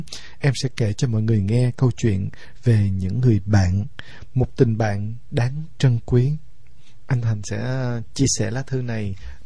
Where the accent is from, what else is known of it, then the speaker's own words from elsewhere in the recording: Sóc Trăng, Vietnam; sinh viên năm 3 của ngành công nghệ thực phẩm trường Đại học Cần Thơ. Quê em thì ở Sóc Trăng.